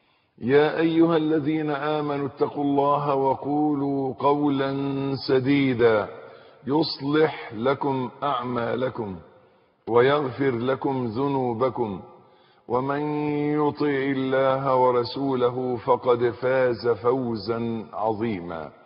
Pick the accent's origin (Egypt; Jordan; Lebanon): Egypt; accent: Egyptian; ودائما عندنا في لهجتنا المصرية معروف أن كلمة مولد أن يختلط الحابل بالنابل